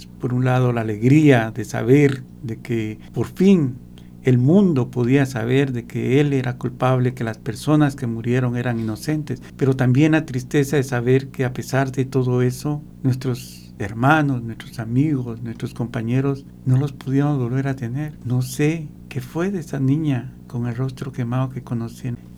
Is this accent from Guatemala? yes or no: yes; Petén, Guatemala; Yo emigré a Guatemala, a la ciudad capital, a principios de los 70, especialmente para estudiar.